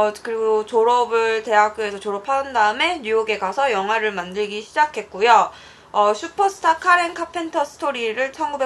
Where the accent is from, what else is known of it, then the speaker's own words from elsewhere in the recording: Los Angeles, California, United States; 캘리포니아 LA 출신이에요, LA 출신. LA.